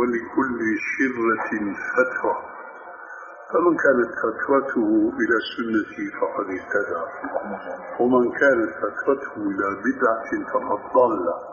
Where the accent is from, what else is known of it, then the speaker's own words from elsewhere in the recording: Syria; وبيقولوا عندنا في الشام عبارة مأخوذة من حديث صحيح كتلة الشد بيرخي